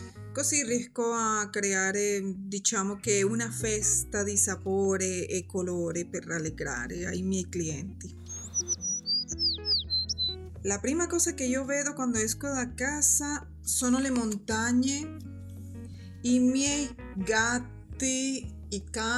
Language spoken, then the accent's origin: Italian; Caracas, Capital District, Venezuela; Italian is a second language; now in Salerno, Italy; Io sono nata a Caracas, Venezuela.